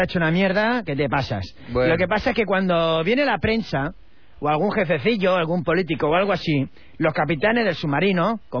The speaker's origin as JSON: {"language": "Spanish", "town": "Murcia", "region": "Region of Murcia", "country": "Spain", "said": "Como soy de Murcia, digo, yo cuando hablo..."}